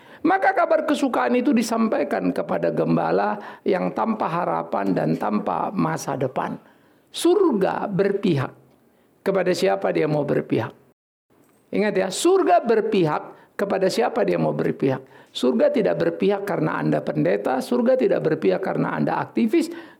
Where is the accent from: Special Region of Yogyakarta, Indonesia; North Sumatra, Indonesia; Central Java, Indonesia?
North Sumatra, Indonesia; Oh, saya kampung saya lain kok. Saya tulen orang Batak.